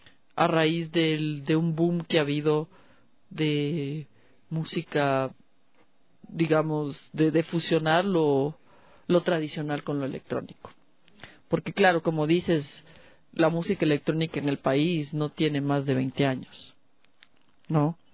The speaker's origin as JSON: {"language": "Spanish", "country": "Ecuador", "said": "porque no somos nosotros, somos ecuatorianos."}